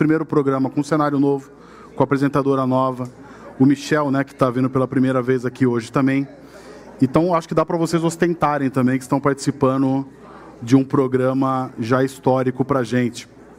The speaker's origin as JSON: {"language": "Portuguese", "town": "Jundiaí", "region": "São Paulo", "country": "Brazil", "tie": "born there", "said": "Jundiaí, que é onde eu nasci"}